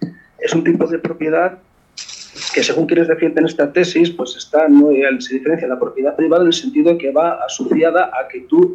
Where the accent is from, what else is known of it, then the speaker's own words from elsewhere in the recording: Asturias, Spain; A ver, yo soy de Asturias, y en Asturias teníamos uno